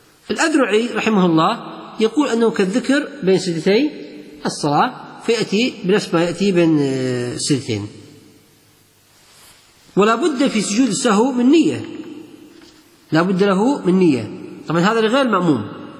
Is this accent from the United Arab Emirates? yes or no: no; Kuwait; الحين نشوف مكيف عنتر اللي عندنا في الكويت